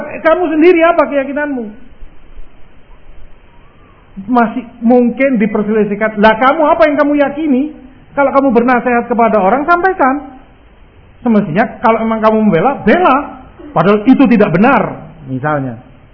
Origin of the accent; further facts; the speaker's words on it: Jakarta, Indonesia; saya orang Jakarta, tahu persis Masya Allah kajiannya bagus